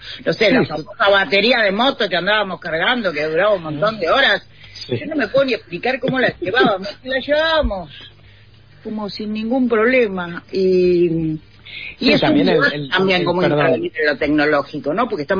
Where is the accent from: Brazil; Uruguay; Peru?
Uruguay; now in Argentina; Yo que vengo de Uruguay, llegué en el 92, 93 a vivir a Argentina y no pasaba eso.